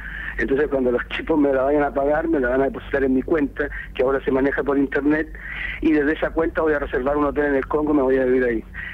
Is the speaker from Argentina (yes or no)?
no; Chile; moved away as an adult; yo me fui de Chile hace 10 años para hacer esto del periodismo portátil. Metí el computador en una mochila y una cámara digital y me fui a España en principio por 4 meses.